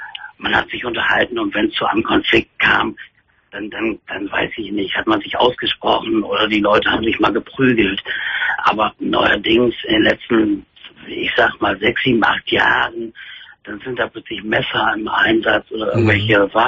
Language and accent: German; Hamburg, Germany; Ich bin in Hamburg groß geworden und habe das dann halt da gemacht, weil ich da geliebt habe.